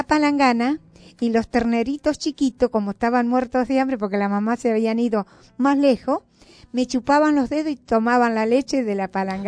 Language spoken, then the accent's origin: Spanish; Sauce de Luna, Entre Ríos, Argentina; Soy entrerriana, señores. Vengo de los pagos de Sauceluna, provincia de Entre Ríos.